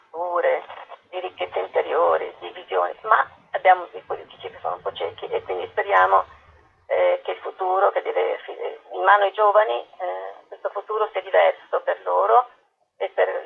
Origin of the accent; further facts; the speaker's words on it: Apulia, Italy; non avere contatto con la mia terra, riscoprirla tardi, sono pugliese.